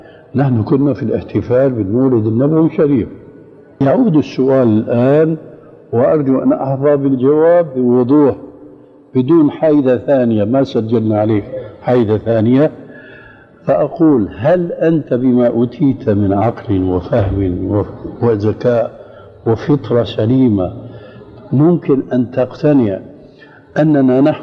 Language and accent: Arabic; Syria; نص الكلام يقولون عندنا في الشام